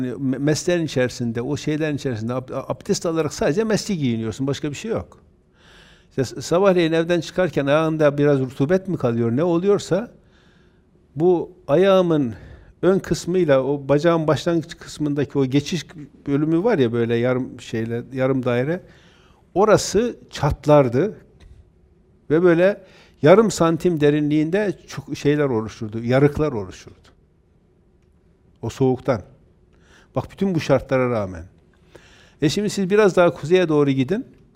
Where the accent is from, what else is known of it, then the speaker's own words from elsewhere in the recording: Erzurum, Turkey; Öncekinde normal elbiseyle biz Erzurumluyuz bir şey olmaz diye gittik.